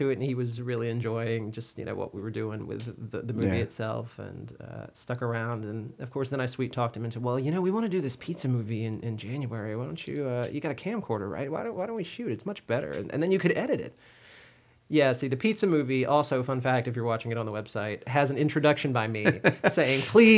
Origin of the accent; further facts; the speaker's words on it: Baton Rouge, Louisiana, United States; I'm from Baton Rouge. I grew up here. I've never left.